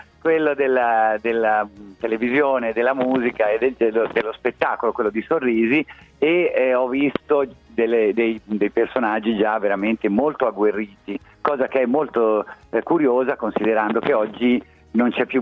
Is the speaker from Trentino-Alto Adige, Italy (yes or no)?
no; Lucca, Tuscany, Italy; perché anch'io sono di Lucca, sono di un'altra contea